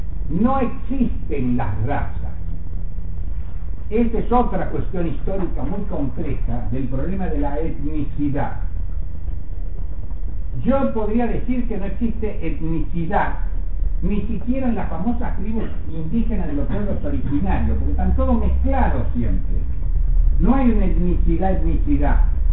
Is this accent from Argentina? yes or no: yes; Argentina; Es como los argentinos somos los que vivimos en la Argentina.